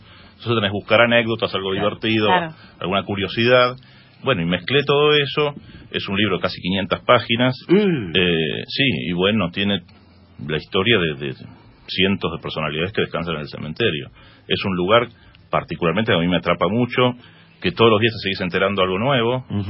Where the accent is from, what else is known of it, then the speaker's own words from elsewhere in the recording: Buenos Aires, Argentina; Más, soy de Flores Norte. Pero Villa Santa Rita.